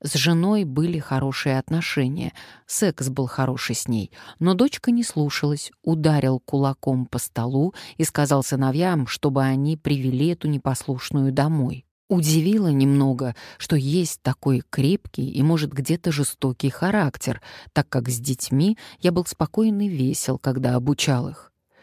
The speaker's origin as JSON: {"language": "Russian", "country": "Ukraine", "lives_now": "Switzerland", "said": "Я из Украины, и сейчас временно с семьей живу в Швейцарии с мужем и детьми, но сердце мое на Украине."}